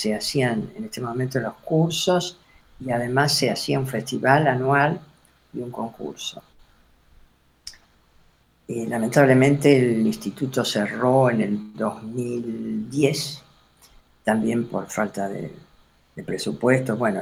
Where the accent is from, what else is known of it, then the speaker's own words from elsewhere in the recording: Mar del Plata, Buenos Aires Province, Argentina; yo soy de Mar del Plata, y es una ciudad pequeña, ahora ya no es tan pequeña, pero en ese momento era una ciudad pequeña, no había dónde estudiar